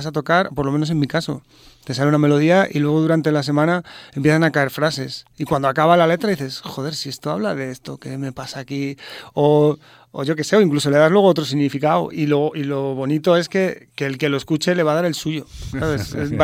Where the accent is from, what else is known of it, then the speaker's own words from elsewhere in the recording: Madrid, Community of Madrid, Spain; now in Miraflores de la Sierra, Spain; yo soy de Hortaleza de toda la vida, ahora vivo en Miraflores de la Sierra, pero yo me considero hortalino, vamos, eso va a ser así siempre.